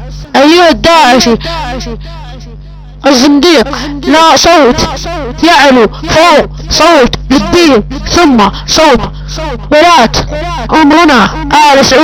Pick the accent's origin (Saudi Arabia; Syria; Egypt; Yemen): Saudi Arabia; وانا سعودي ولد الملك سلمان.